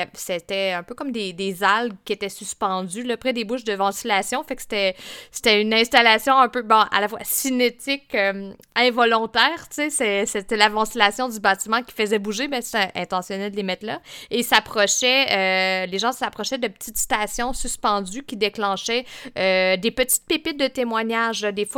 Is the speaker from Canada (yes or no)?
yes; Fermont, Quebec, Canada; je viens de la Côte-Nord, mais pas du coin ouest que j'ai investigué pour ce projet. T'sais, à la base, je viens de Fermont